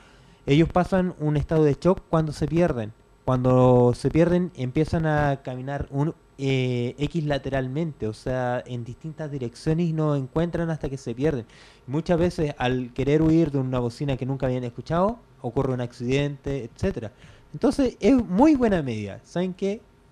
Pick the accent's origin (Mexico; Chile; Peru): Chile; porque de mi forma como chileno, te digo, estás despedido